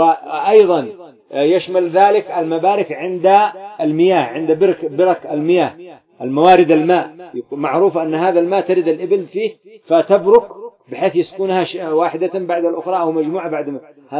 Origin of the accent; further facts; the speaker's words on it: Yemen; يسمى الذهاب عندنا في اليمن، يسموه أنتم الخشب، ما عندكم جمال